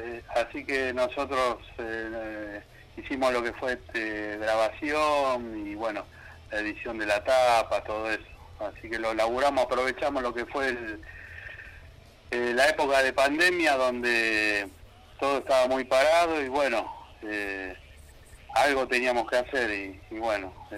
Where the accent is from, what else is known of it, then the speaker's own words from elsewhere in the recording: San Justo, Buenos Aires Province, Argentina; nosotros somos acá de San Justo, Casanova, La Matanza, Buenos Aires, zona oeste.